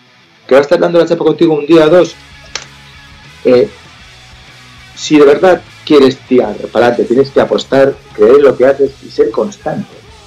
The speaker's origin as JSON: {"language": "Spanish", "region": "Asturias", "country": "Spain", "said": "Yo soy asturiano de Asturias. En Asturias hablamos un idioma"}